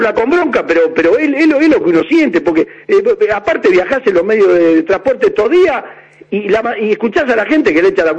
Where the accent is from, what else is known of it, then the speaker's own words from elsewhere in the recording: Buenos Aires, Argentina; Sí, yo estoy de la cancha Argentina, estoy a 10 cuadras. Nací en la Paternal, en la isla. Soy isleño a muerte. Aunque soy fanático hincha de Banfield, por esas cosas de la vida, soy isleño de la Paternal